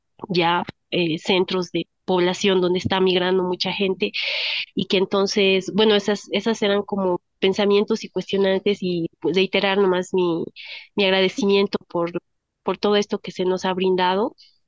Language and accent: Spanish; Bolivia; creo que teníamos una imagen como bolivianos, tal vez bolivianas, a través de los medios